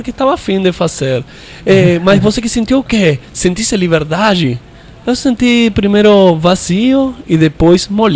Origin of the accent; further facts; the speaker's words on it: Argentina; Meu irmão, sim, foi para algum show lá em minha terra, lá no sul da Argentina.